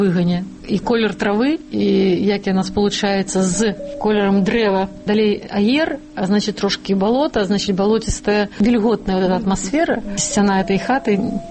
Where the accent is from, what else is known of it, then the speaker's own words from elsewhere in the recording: Baranavichy, Brest Region, Belarus; born there; Лічуся я, што нарадзілася ў Баранавічах, але сама лічу сябе дамашоўкай. Гэта вёска 10 кіламетраў ад Баранавіч, Дамашэвіч, дзе нарадзіліся мае бацькі.